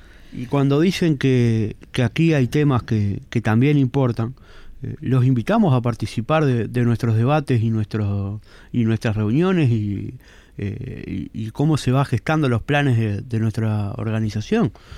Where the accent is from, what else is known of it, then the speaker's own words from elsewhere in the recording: Uruguay; ser parte de un Estado como el uruguayo, con un gobierno como el uruguayo